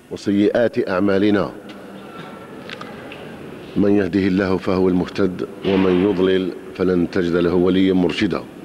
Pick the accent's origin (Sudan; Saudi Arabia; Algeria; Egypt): Algeria; كجزائريين وكبشر. لأن الذي يحصل في الجزائر الآن في الحقيقة أصبح أضحوك في العالم